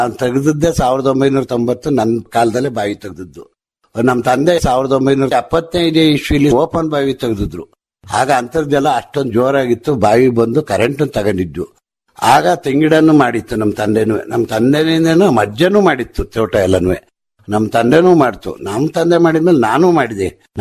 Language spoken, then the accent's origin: Kannada; Karnataka, India; ಸಿಟಿಯಿಂದ ಒಂದು 25 ಕಿಲೋಮೀಟರ್ ಆಗುತ್ತೆ ಹಾಸನದಿಂದ. ಅರಸೀಕೆರೆ ಅಂದ್ರೂ 25 ಕಿಲೋಮೀಟರ್ ಆಗುತ್ತೆ. ನಮ್ಮ ಊರು ಹಾಸನ ತಾಲೂಕಿಗೆ ಸೇರಿದೆ.